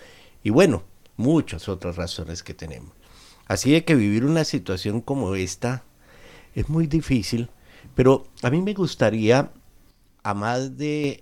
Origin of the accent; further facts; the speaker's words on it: Colombia; now in Argentina; Yo soy colombiano y naturalizado argentino.